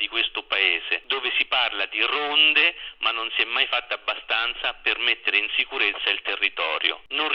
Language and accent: Italian; Abruzzo, Italy; vi dico da abruzzese che non mi sento offeso